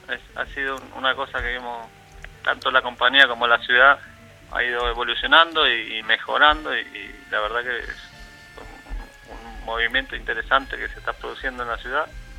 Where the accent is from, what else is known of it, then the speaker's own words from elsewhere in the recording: Mar del Plata, Buenos Aires Province, Argentina; Mar del Plata, de donde yo vengo